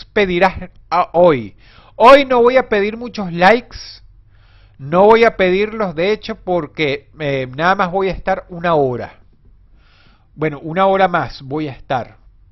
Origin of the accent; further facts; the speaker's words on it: Caracas, Capital District, Venezuela; moved away as an adult; yo era de Caracas. Yo nací en Caracas y hasta los 25 años viví en la urbanización Miranda. Final Avenida del Centro Urbanización Miranda, Caracas, Venezuela.